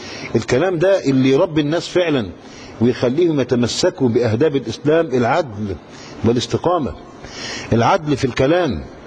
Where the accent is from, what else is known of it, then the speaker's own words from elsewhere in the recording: Cairo, Cairo Governorate, Egypt; وده اللي معروف عندنا في القاهرة